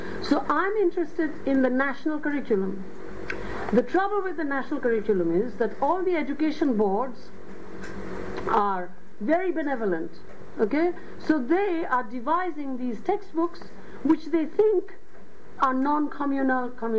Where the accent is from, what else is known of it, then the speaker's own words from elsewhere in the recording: West Bengal, India; first language Bengali; English is a second language; And you have to know the language, so clearly Bengali is my mother tongue, so I can teach there, and English, I'm bilingual in, so I can teach there.